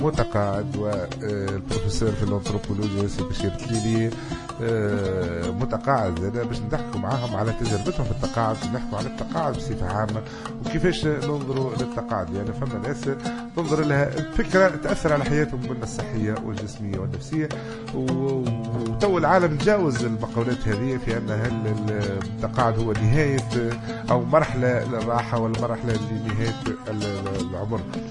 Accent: Tunisia; يقع تهرم للنسيج السكاني اللي عندنا في تونس

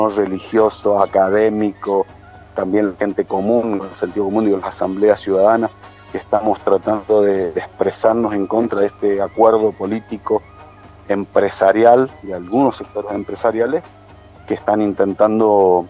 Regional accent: San Carlos, Mendoza, Argentina; mi pueblo, digo, en el centro, en el corazón de la provincia de Mendoza, en San Carlos

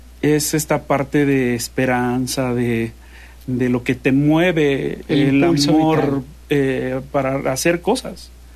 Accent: Mexico; aquí en mi país, en México

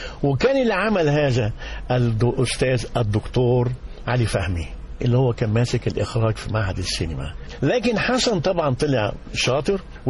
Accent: Cairo, Cairo Governorate, Egypt; لا في القاهرة، بس زي ما قلت هاتك الوالد عاش في بورسعيد واسكندرية وانا وهو اصلا تركي الوالد

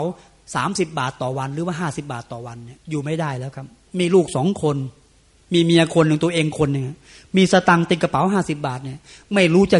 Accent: Khlung, Chanthaburi, Thailand; also born or lived in Trat; ผมเกิดที่ดงกลางตราดแล้วก็ย้ายมาซึ่งล่างอำเภอขลุงจันทบุรี

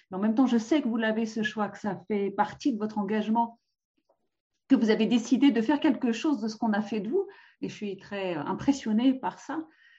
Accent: France; je connais l'histoire du Liban un peu parce que je suis française

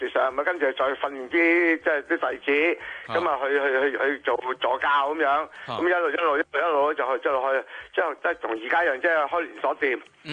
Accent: Guangdong, China; 我哋廣東人咧有五大名拳噶嘛

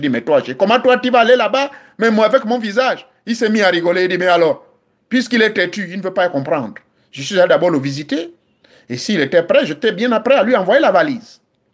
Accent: Gabon; Ça existe même chez nous au Gabon.

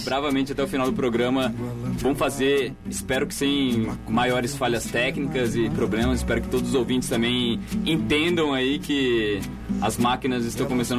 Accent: São José dos Campos, São Paulo, Brazil; sou de São José dos Campos

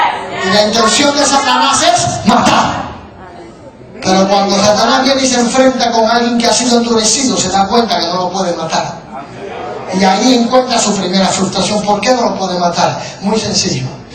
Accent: New York, United States; Yo vengo de Nueva York, ¿sí? Yo vengo de Nueva York.

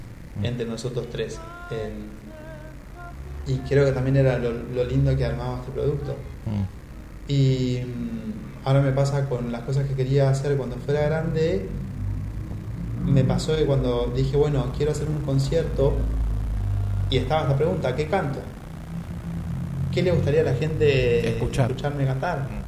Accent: Buenos Aires, Argentina; Y yo vivía, crecí toda mi infancia y parte de mi adolescencia, viví en La Boca. Y vivía a 2 cuadras de la cancha de Boca.

